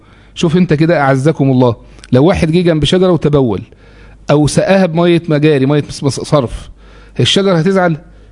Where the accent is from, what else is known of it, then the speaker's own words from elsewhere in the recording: Egypt; أو اللي هو المشهور عندنا في مصر اسم السكر